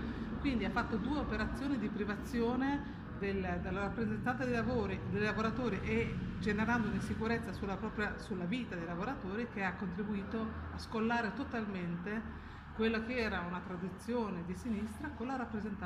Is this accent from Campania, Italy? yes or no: no; Reggio Emilia, Emilia-Romagna, Italy; Ad esempio a noi, io vengo da Reggio Emilia, ci hanno tolto le circoscrizioni